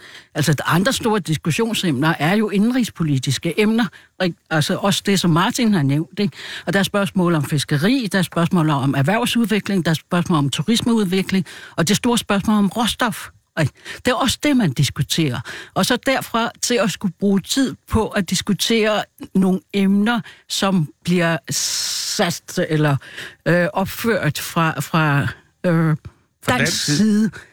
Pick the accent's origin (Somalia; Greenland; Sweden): Greenland; Maniitsoq; Nej, jeg er vokset op i Manitok.